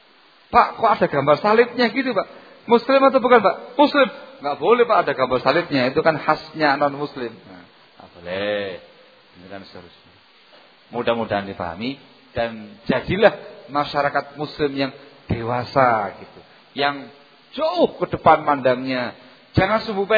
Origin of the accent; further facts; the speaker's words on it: East Java, Indonesia; Karena saya orang Jawa Timur